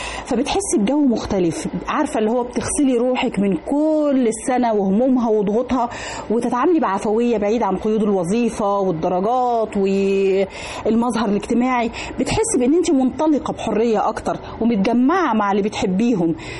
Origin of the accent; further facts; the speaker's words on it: Egypt; اللي هي تعتبر احد الاساسيات للاحتفال بالعيد عندنا في مصر